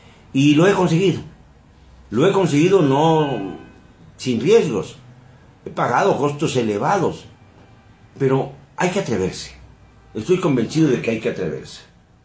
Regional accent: Mexico; hablar de los mexicanos, porque también yo soy mexicano

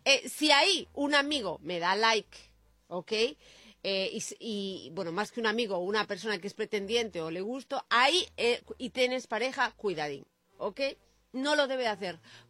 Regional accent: Madrid, Community of Madrid, Spain; Los madrileños no decimos, soy de Madrid, es dificilísimo. Decimos, somos de Madrid.

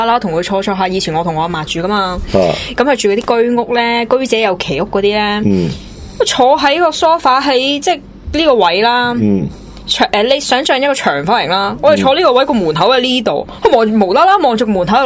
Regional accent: Fujian, China; 因为我系福建人嚟嘅，咁、我乡下嗰啲仲系用紧啲龟背式啲祖坟嘅

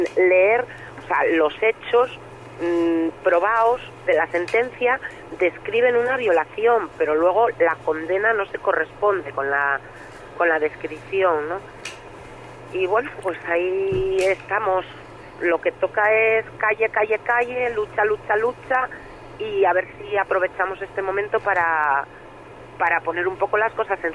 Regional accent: Asturias, Spain; Pero no, soy de Asturias.

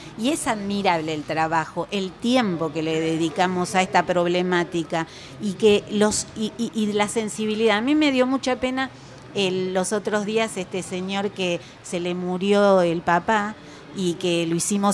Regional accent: Villa Maipú, Buenos Aires, Argentina; yo soy de Villa Maipú, sí, del lado de la provincia de Buenos Aires. Uh-huh. También hay vecinos de Vicente López, de Munro, de Florida Este y Oeste, que también somos todos de la cuenca del Medrano.

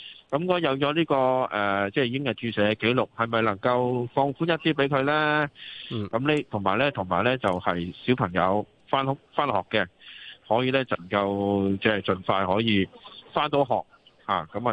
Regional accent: Hong Kong; 因为我哋香港人接种咗之后，亦都有一个阴性测试就可以过关

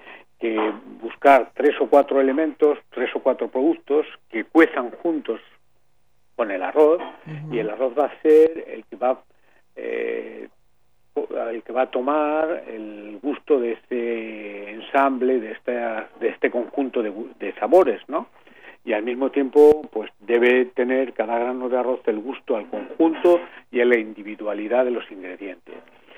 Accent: Cuenca, Castilla-La Mancha, Spain; now in Paris, France; Y yo soy evidentemente español, de una ciudad que se llama Cuenca, al lado de Valencia, entre Valencia y Madrid, y decidí venir a París

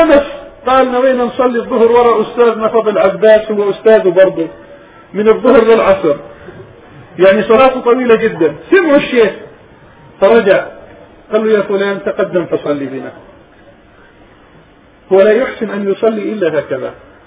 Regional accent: Palestine; وجاء إلى بلادنا فلسطين أكثر من مرة زيارات يعلم الناس

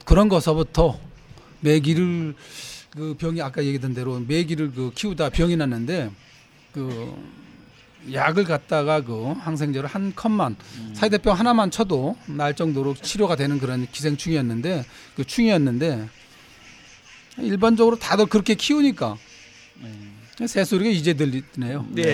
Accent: Yeongjong, Incheon, South Korea; 제 고향은 사실은 그 인천 신공항이 있는 그 영종도란 섬인데.

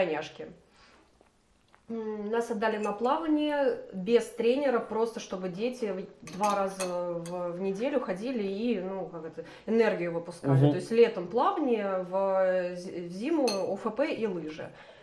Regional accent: Moscow, Russia; Ну, я родилась в Москве, училась в школе с углубленным изучением немецкого языка.

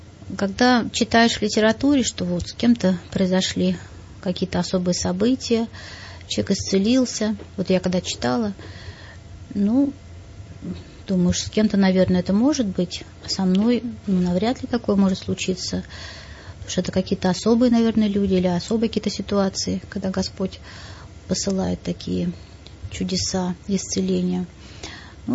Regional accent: Russia; Мы из России, наш самолет и самолет

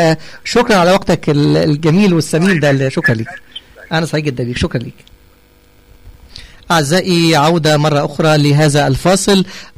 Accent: Egypt; عندنا في مصر

